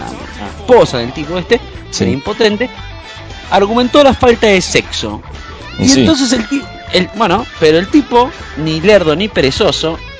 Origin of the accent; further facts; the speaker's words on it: Rosario, Santa Fe, Argentina; Y que sucede esta noticia insólita en mi ciudad natal, que es Rosario, ¿no?